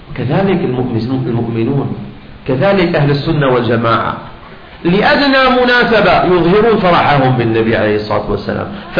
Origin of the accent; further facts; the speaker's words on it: Syria; بعدين عندنا في الشام إذا كنا في مجلس صلاة على النبي أو مولد مثلا، نريد من الناس أن يصلوا على النبي